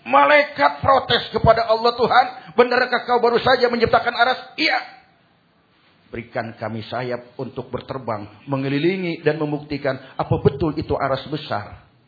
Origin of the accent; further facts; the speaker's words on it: Pandeglang, Banten, Indonesia; Ya, saya juga dari Pandeglang, dari Kulon, berarti satu guru satu ilmu, jangan ganggu.